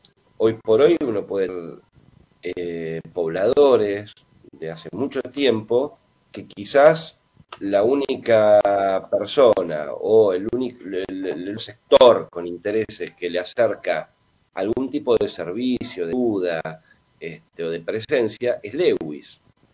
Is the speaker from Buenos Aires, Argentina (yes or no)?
yes; Buenos Aires, Argentina; no del Bolsón, yo soy de Buenos Aires.